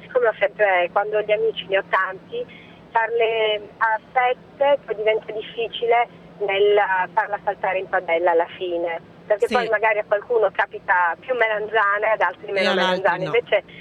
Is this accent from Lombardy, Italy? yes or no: no; Sicily, Italy; Oh, mi fa piacere, io sono siciliana